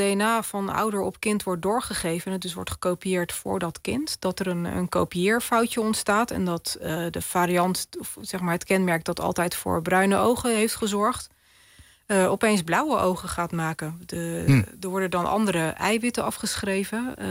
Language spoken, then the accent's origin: Dutch; Netherlands; born there; Ik ben in Europa geboren, in Nederland.